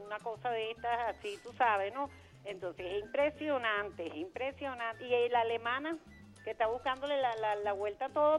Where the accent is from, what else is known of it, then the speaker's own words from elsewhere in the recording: Venezuela; Amo mucho mi país, soy bien venezolana y bien nacionalista.